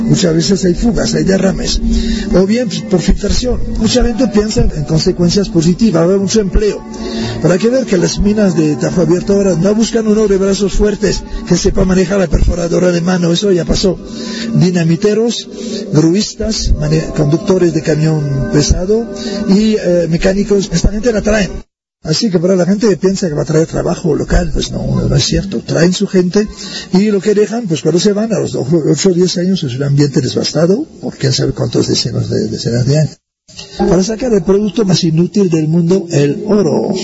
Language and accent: Spanish; Canada; tengo 72 años, vengo de Canadá y soy profesor de antropología jubilado.